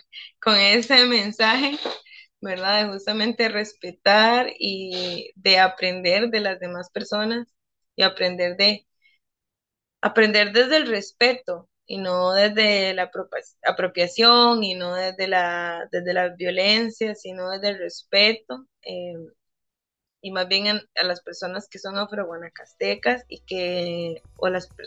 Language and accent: Spanish; Limón, Costa Rica; yo tengo raíces afro-guanacastecas, pero yo nací y crecí en el Caribe, yo soy cédula 7, soy limonense.